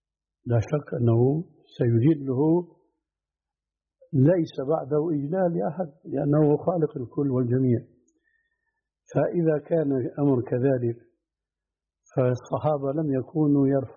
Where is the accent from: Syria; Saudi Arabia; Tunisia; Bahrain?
Syria